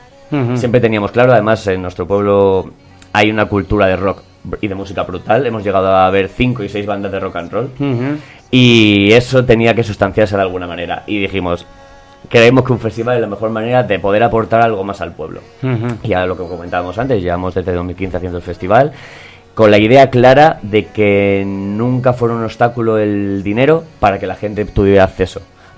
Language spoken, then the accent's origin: Spanish; Madrid, Community of Madrid, Spain; tenemos la inmensa suerte de compartir barrio con ellos, somos de Vallecas